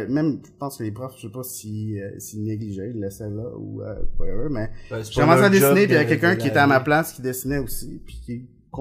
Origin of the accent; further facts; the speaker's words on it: Venezuela; moved away; quand j'habitais au Venezuela, je suis né au Venezuela